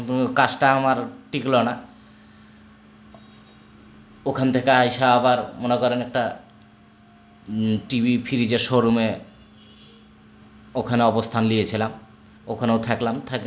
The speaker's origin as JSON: {"language": "Bangla", "town": "Rajshahi", "region": "Rajshahi Division", "country": "Bangladesh", "tie": "born or raised there", "said": "হ্যাঁ, ছোটবেলাতে আমার দরগাপাড়াই কেটেছে।"}